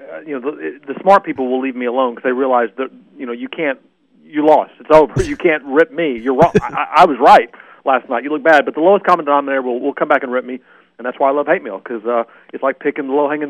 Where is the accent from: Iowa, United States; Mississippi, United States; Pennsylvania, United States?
Mississippi, United States; Oxford; I grew up in Oxford.